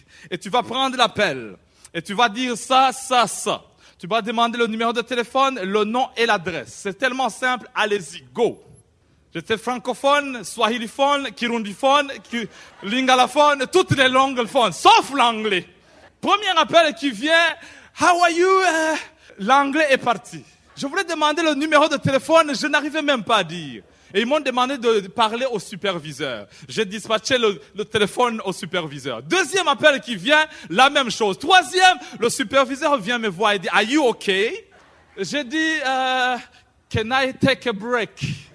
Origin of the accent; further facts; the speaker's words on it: Burundi; moved away as an adult; now in England; J'étais en Angleterre, je venais d'arriver du Burundi, de l'Afrique centrale, et je venais dans un pays anglophone.